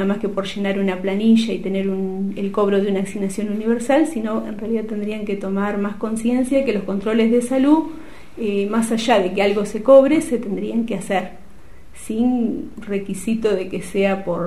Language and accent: Spanish; Guardia Mitre, Río Negro, Argentina; moved away as an adult; estuve 9 años en mi pueblo, que es Guardia Mitre, y después me vine para acá. Y bueno, ¿qué pasó? Yo me vine por cuestiones familiares